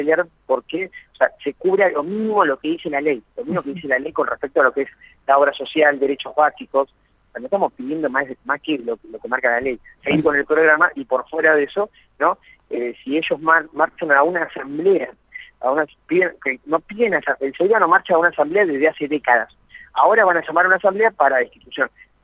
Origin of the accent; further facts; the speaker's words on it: Argentina; Yo soy argentino, ¿no?